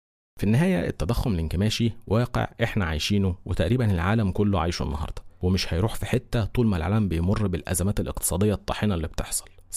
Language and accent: Arabic; Egypt; عندنا في مصر قانون حماية المستهلك